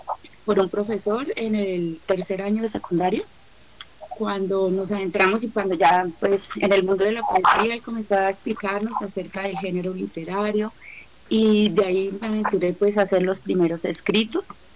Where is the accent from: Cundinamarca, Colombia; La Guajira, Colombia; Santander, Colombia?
Santander, Colombia; Yo soy santandereana, resido en Santander, en este momento pues estoy en Barbosa.